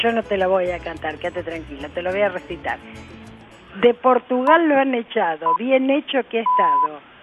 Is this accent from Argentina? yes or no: yes; Buenos Aires, Argentina; de Floresta.